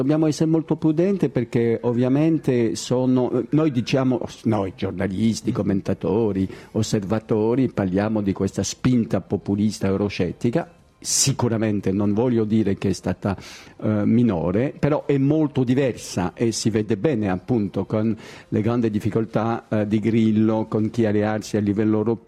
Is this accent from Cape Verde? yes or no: no; France; Come francese è molto difficile, diciamo.